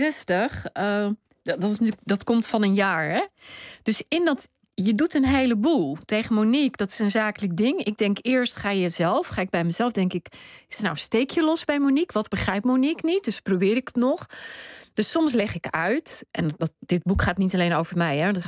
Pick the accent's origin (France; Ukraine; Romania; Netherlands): Netherlands; Rotterdam, South Holland; Ik ben opgegroeid in Rotterdam, daar woont mijn familie nog steeds, Pakistaans-Nederlands.